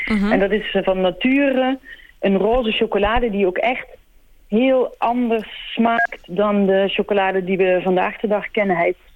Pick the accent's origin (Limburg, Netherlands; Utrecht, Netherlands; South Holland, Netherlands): Limburg, Netherlands; also born or lived in Antwerp; Dus ik kom oorspronkelijk uit Nederlands Limburg en ging toen veel in Antwerpen bivakeren en ging daar ook voor een groot deel van de tijd wonen.